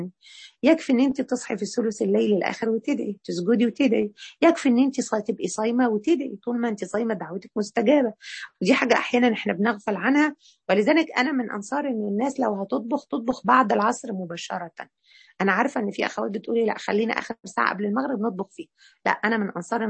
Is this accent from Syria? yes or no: no; Egypt; الفطر اللي احنا مصريين يقول لك يجرح صيامه